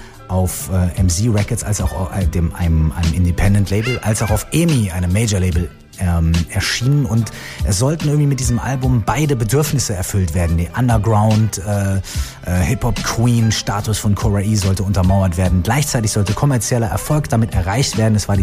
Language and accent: German; Minden, North Rhine-Westphalia, Germany; einer kleinen Stadt in der Nähe von Minden, meiner Heimatstadt, die ja auch eine kleine Stadt, also auch ein Kaff, könnte man ja auch sagen, ist.